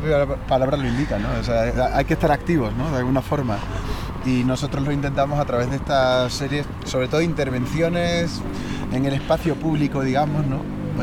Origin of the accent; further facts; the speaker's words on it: Badajoz, Extremadura, Spain; born there; Sí, Badajoz.